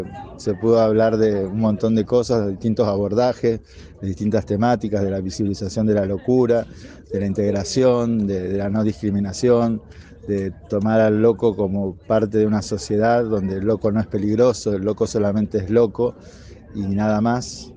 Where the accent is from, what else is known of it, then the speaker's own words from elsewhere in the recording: Rosario, Santa Fe, Argentina; soy de Rosario.